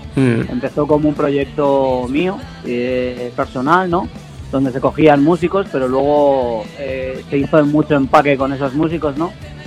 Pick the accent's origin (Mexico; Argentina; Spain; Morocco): Spain; Teruel, Aragon; No, nosotros somos de Teruel.